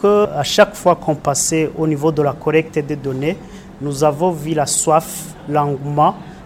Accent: Burundi; une thématique qui n'est pas longtemps ou souvent développée chez nous au Burundi

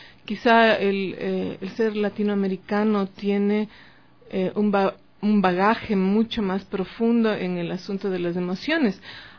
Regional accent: Germany; Yo vengo de Alemania

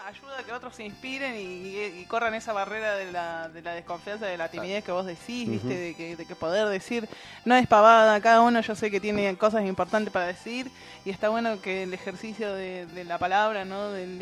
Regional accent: Buenos Aires, Argentina; yo soy porteña y allá la onda es media así.

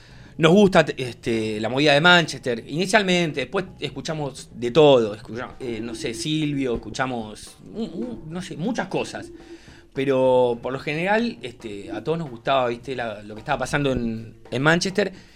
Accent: La Plata, Buenos Aires Province, Argentina; Somos de La Plata.

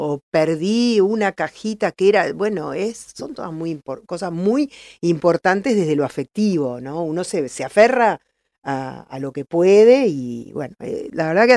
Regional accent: La Plata, Buenos Aires Province, Argentina; Yo soy platense y también viví con mi familia la inundación del 2013.

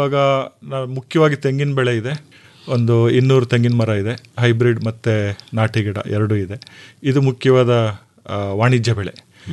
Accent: Hole Narasipura, Karnataka, India; also born or lived in Mangaluru; now in Mysuru, India; ನಾನು ಮೂಲತಃ ಹೊಳೆ ನರಸೀಪುರ ತಾಲೂಕಿನವನು. ಸೊ ನಮ್ಮ ತಂದೆನೂ ಕೃಷಿಕರೇ. ಚಿಕ್ಕ ವಯಸ್ಸಿನಲ್ಲಿ ನಾವು ಕೃಷಿ ಮಾಡ್ತಾ ಇದ್ವು. 7 ಕ್ಲಾಸಿಗೆ ನಾನು ಮುಂದಿನ ವಿದ್ಯಾಭ್ಯಾಸಕ್ಕೆ ಮಂಗಳೂರಿಗೆ ಹೋದೆ.

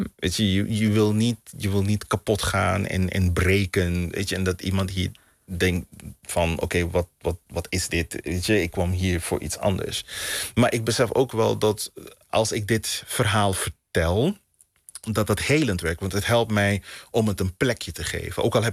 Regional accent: Suriname; born there; Weet je, ik ben geboren 10.000 kilometer die kant op.

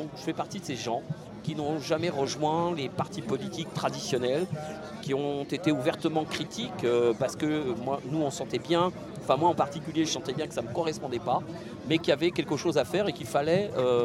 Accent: Paris, Île-de-France, France; Alors moi je suis un titi parisien, militant associatif depuis une trentaine d'années

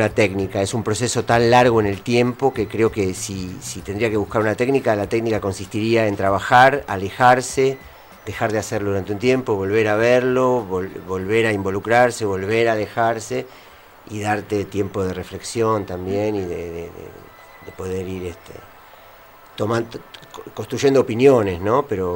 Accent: Villa Gesell, Buenos Aires Province, Argentina; la fuimos a hacer a mi pueblo, a Villa Gesell

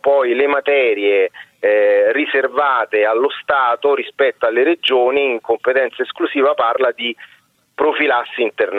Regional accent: Rome, Lazio, Italy; born there; Faccio un esempio purtroppo che sta capitando nella mia città natale, Roma.

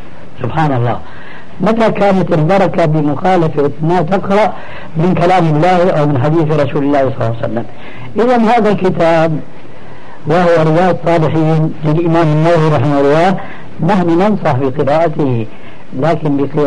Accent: Syria; لكن نقرأ هكذا كما كانوا يقولون عندنا في الشام

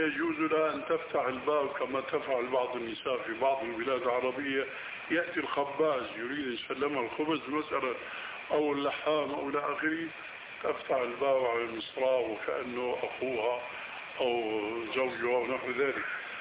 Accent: Syria; ونحن ما قلنا ذلك كما يقولون عندنا بالشام تشليطا

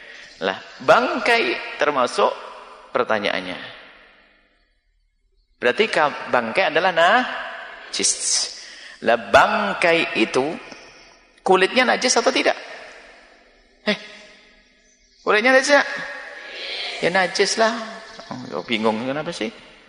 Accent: Java, Indonesia

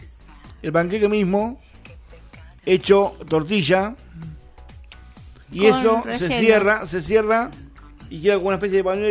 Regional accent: Argentina; Yo soy bien patriota, me comí un choripán y una gaseosa. Soy argentino.

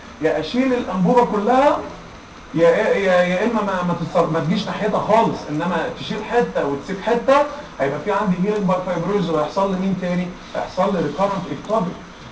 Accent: Egypt; بس احنا كمصريين ما سكتناش

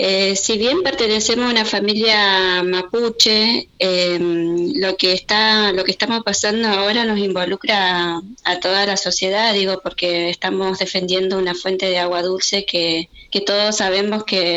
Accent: Río Negro, Argentina; está ubicada en la naciente del río Chubut. Si bien es la naciente del río Chubut, pertenece a la provincia de Río Negro.

